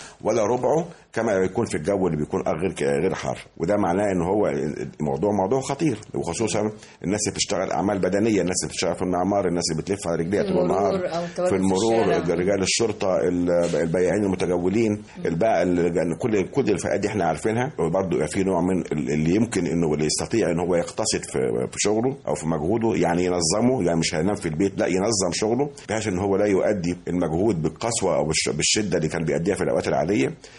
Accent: Egypt; مش عندنا في مصر فقط ولا في المنطقه فقط

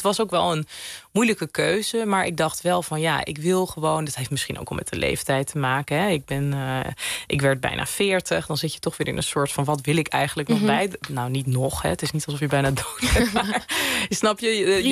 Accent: Zeeland, Netherlands; Ik ben zelf opgegroeid in Zeeland. Dus met heel weinig moslims om me heen.

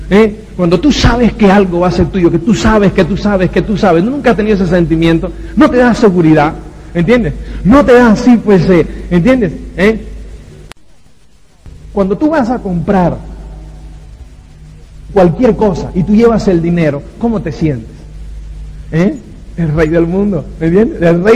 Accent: Cuba; Soy cubano, entonces pues yo no sé

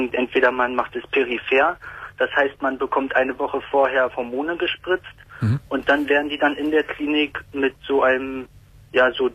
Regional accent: Bremen, Germany; Ich komme aus Bremen und dann bin ich in Hamburg

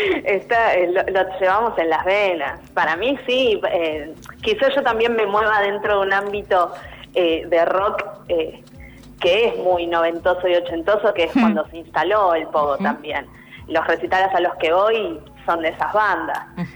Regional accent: Argentina; nosotros como sociedad argentina

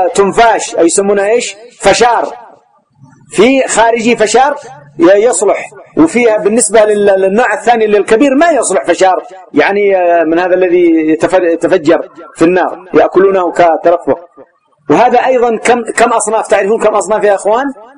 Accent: Yemen; وأجودها كما قلت لكم يسمى عندنا في اليمن العربي والميساني

